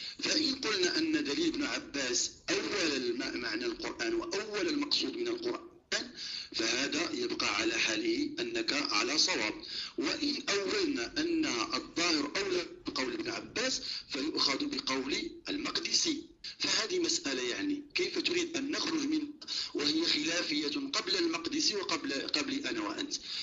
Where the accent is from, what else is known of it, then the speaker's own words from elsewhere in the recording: Morocco; عندنا في المغرب